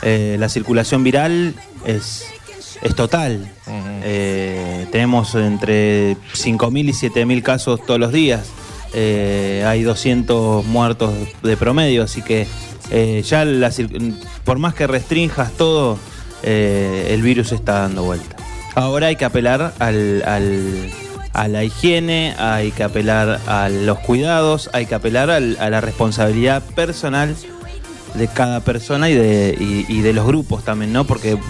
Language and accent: Spanish; Argentina; al menos los argentinos, no olvidarnos que antes de ser de un partido político, somos argentinos.